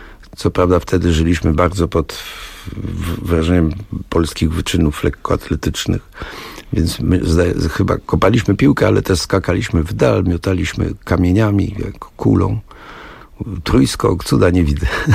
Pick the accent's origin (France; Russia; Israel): France; first language French; Polish is a second language; Ja się urodziłem w tej Francji i cała moja rodzina uważała, że to taki przejściowy stan, że lada chwila wrócimy do Hiszpanii. W związku z tym mówiono do mnie po francusku.